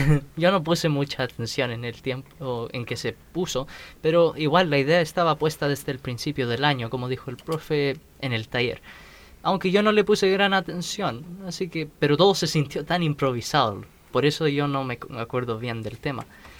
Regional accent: Winnipeg, Manitoba, Canada; Spanish is a second language; now in Chile; Yo llegué de Canadá, Winnipeg.

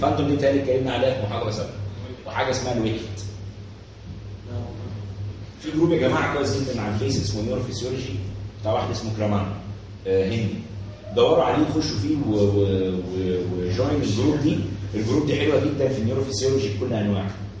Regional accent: Aswan, Aswan Governorate, Egypt; بصوا يا باشا زمان عندنا في اسوان، اسوان دي محافظه ملتم

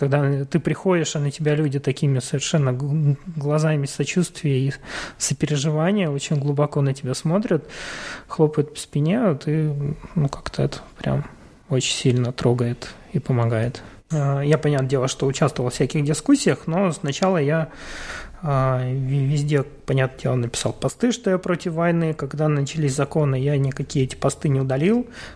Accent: Ukraine; Ну, не все знали, что я из Украины

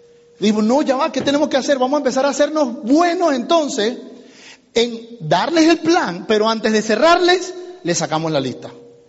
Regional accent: Venezuela; now in United States; Ah, sí, yo soy venezolano, somos vecinos.

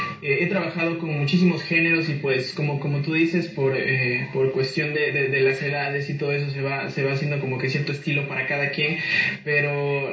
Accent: Loja, Ecuador; nunca olvides de dónde vienes, y eso es lo que hace, lo que define lo que tú eres, y de verdad que esto fue el mejor ejemplo. Voy a dar un homenaje a mi ciudad con un pasillo tan icónico de aquí de Loja

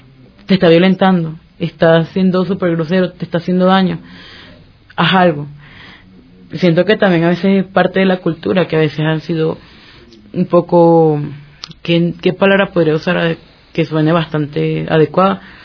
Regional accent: Barquisimeto, Lara, Venezuela; now in Quito, Ecuador; No, Barquisimeto es una ciudad bastante tranquila.

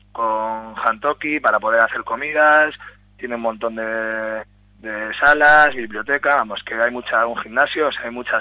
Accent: Bilbao, Basque Country, Spain; yo soy de Otxarkoaga

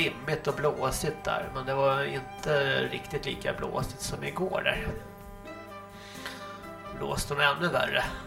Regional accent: Stockholm, Stockholm County, Sweden; jag hade faktiskt samma typ av lok hemma i Stockholm på Södermalm

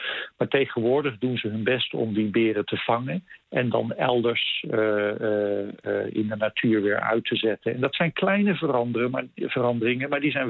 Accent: Netherlands; now in Canada; Ja, als Nederlander is dat vreselijk wennen.

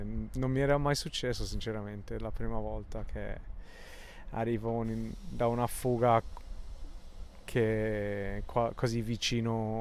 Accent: England, United Kingdom; Italian is a second language; avendo la moglie italiana e io inglese

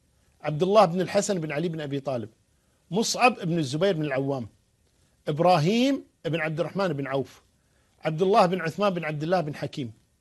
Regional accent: Kuwait; عندنا في الكويت

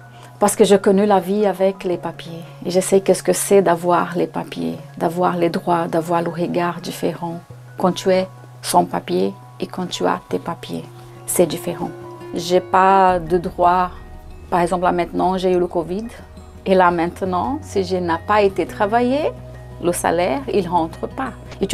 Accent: Brazil; je viens du Brésil. Je vais avoir 50 ans cette année.

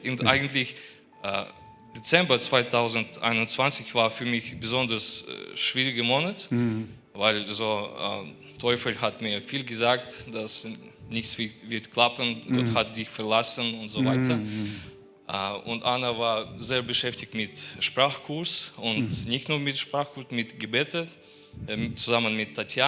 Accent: Kazakhstan; German is a second language; now in Germany; Ursprünglich kommen wir aus Kasachstan. Vor 3 Jahren wir sind gezogen nach Deutschland.

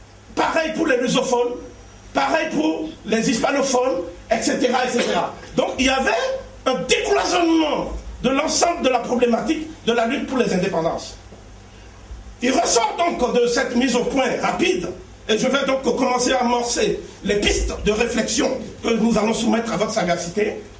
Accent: Benin; Je suis du Bénin, donc je parle en connaissance de cause.

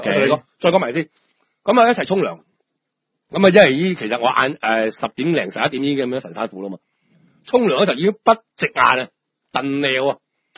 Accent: Hong Kong; 即係嗰個culture同我哋香港人打邊爐係唔撚同嘅。

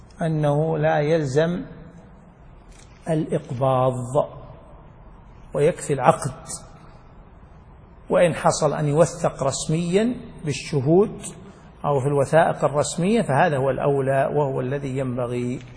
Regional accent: Najd, Saudi Arabia; وعليه عمل الناس من قديم، خاصة عندنا في نجد

